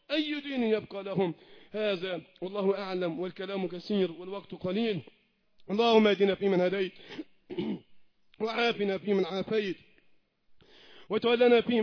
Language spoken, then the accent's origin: Arabic; Egypt; اللهم احفظ بلدنا مصر وسائر بلاد